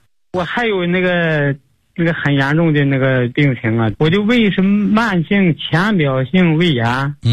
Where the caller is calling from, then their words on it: Yanbian, Jilin, China; 我是延边的你的新学员，今年65岁。